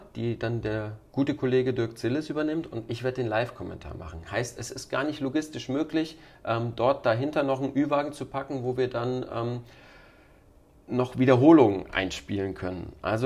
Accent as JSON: {"language": "German", "town": "Bonn", "region": "North Rhine-Westphalia", "country": "Germany", "tie": "born there", "said": "Ich bin gebürtig aus Bonn."}